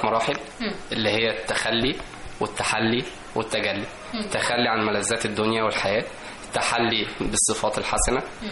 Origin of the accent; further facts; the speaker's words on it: Egypt; اللي هو إحنا كشعب مصري بيحب الفرح والسعادة والألوان المبهجة